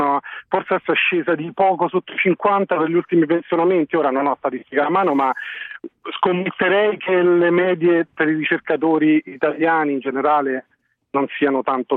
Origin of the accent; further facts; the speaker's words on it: Rome, Lazio, Italy; now in Bologna, Italy; Io sono di Roma e adesso lavoro a Bologna.